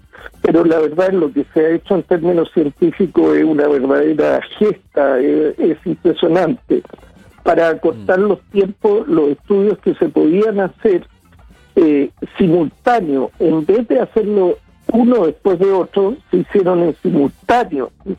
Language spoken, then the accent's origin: Spanish; Chile; somos chilenos, nos interesa Chile.